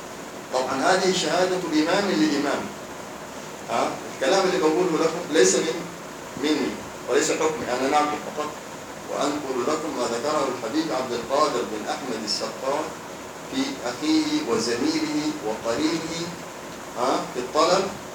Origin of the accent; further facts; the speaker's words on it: Hadhramaut, Yemen; عندنا في حضرموت